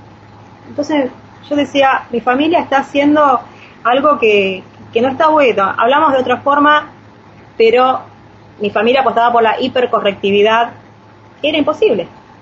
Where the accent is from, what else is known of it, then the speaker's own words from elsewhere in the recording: Río Hondo, Santiago del Estero, Argentina; yo vengo de Santiago del Estero, del tema de Río Hondo, donde hay una comunidad siria, árabe, muy grande, donde tenemos orígenes con los pueblos originarios.